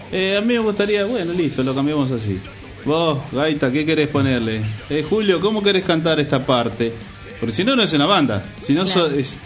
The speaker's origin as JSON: {"language": "Spanish", "country": "Paraguay", "said": "Sin ir más lejos, soy paraguayo."}